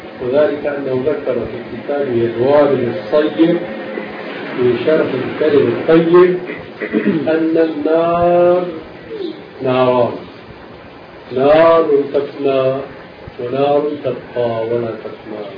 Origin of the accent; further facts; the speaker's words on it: Damascus, Damascus Governorate, Syria; كان هناك قبل وجود المكتبة الظاهرية عندنا في دمشق